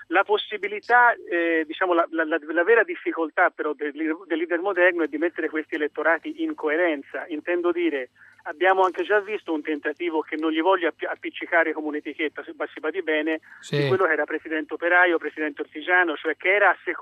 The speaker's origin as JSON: {"language": "Italian", "town": "Florence", "region": "Tuscany", "country": "Italy", "said": "io sono fiorentino come lui"}